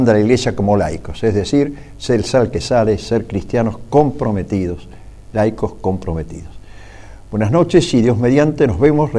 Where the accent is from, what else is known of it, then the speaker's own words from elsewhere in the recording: Argentina; como cristianos y como ciudadanos argentinos